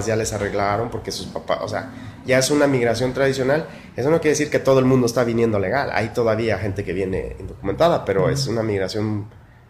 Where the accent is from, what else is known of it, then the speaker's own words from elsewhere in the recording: Valparaíso, Zacatecas, Mexico; born there; yo nací en Valparaíso, y es la tradición migratoria